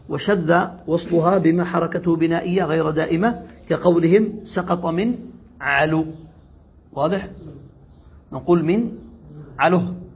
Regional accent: Yemen; هذا موجود عندنا في اليمن في الدارجية.

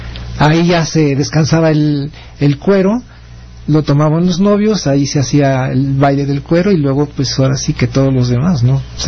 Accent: Mexico; porque somos mexicanos y así lo acostumbramos

